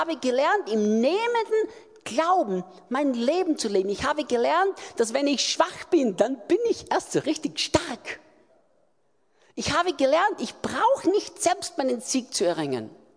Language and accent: German; Austria; Und plötzlich, sagt man das in Deutsch auch so, bei uns in Österreich sagt man es